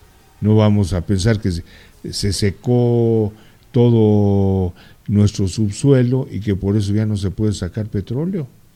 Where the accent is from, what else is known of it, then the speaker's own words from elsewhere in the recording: Mexico; que comprarle forzosamente a la gente que produce, a la gente que distribuye, a la gente que vende en mi país. Antes de pensar en cosas que definitivamente no tienen la calidad de lo que tiene lo hecho en México